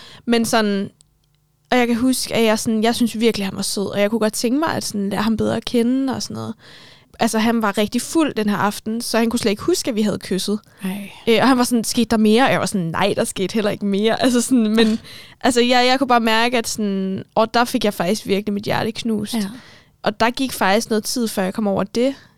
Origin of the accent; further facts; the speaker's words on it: Capital Region of Denmark, Denmark; Jamen, jeg er opvokset på Bornholm, og de første 8 år af mit liv, der boede jeg hos min mor.